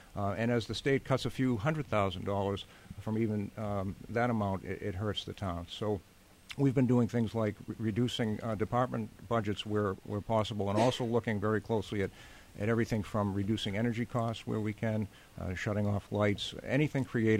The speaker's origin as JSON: {"language": "English", "town": "Billerica", "region": "Massachusetts", "country": "United States", "tie": "born or raised there", "said": "And I'd want to mirror that coming over from Concord to work in my hometown."}